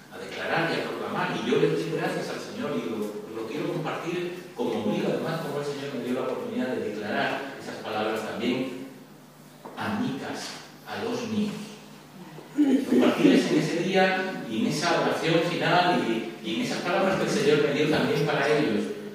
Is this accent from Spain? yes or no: yes; Spain; born there; Pero yo nací aquí en España y eso es muy español